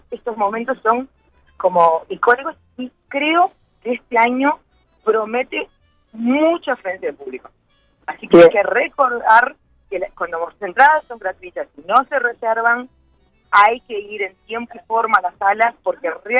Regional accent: Uruguay; como somos los uruguayos, sin presionar y acosar a las felicidades

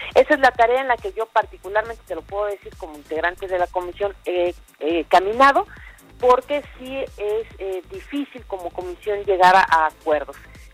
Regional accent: Mexico; la misma confusión que ustedes tienen y tenemos todos como sociedad mexicana

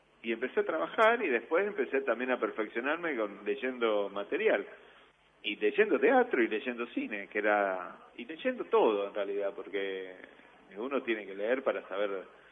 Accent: Rosario, Santa Fe, Argentina; moved away; Soy de Rosario, digamos, iba a ver poco teatro en Rosario. No había tanto cuando yo todavía vivía allá.

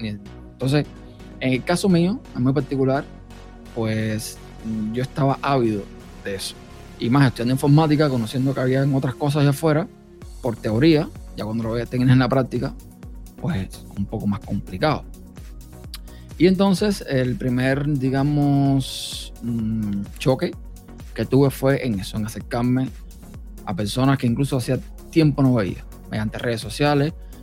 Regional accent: Cuba; yo nací en un país desconectado completamente del mundo, Cuba, para el que no sepa. Si es que mi acento no se nota, yo soy cubano. Nací en un país desconectado prácticamente del mundo.

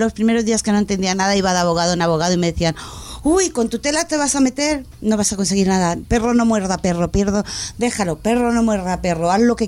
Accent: Madrid, Community of Madrid, Spain; es que en mi barrio, yo soy de Orcasitas, en mi barrio

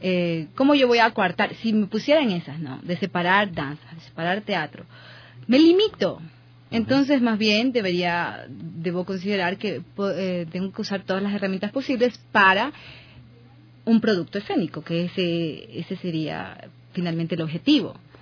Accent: Ecuador; moved away; yo vine de Quito, de Guayaquil, a vivir aquí en el 2011.

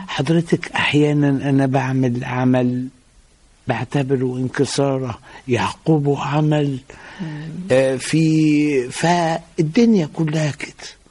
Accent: Beni Suef Governorate, Egypt; also born or lived in Alexandria; أنا نشأت في محافظة بني سويف وقضيت فترة من حياتي هناك، ثم انتقلنا إلى الإسكندرية،

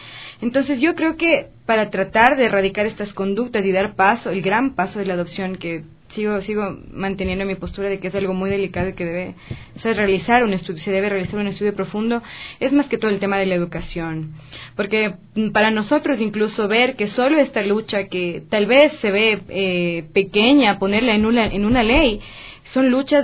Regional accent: Ecuador; como los ecuatorianos somos, pequeños, medios gorditos, claro, bronceados, con nuestros rasgos

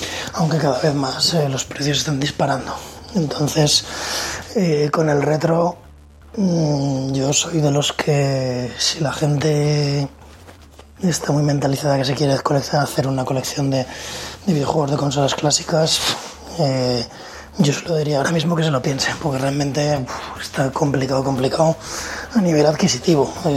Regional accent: Zaragoza, Aragon, Spain; soy de Zaragoza

